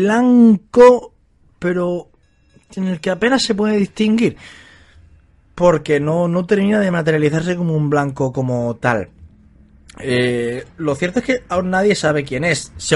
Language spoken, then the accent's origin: Spanish; Almería, Andalusia, Spain; estáis más que invitados a descubrir más misterios sobre mi tierra, sobre Almería